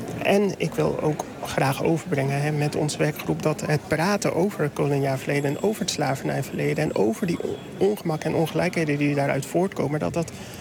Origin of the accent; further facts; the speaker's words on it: Dordrecht, South Holland, Netherlands; ik als Dordtenaar zijnde, Surinaamse Dordtenaar